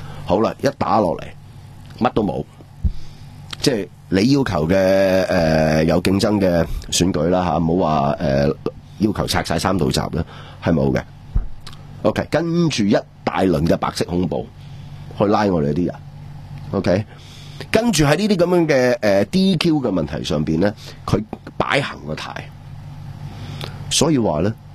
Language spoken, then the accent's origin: Cantonese; Hong Kong; 我哋香港人，我哋吓我哋港人？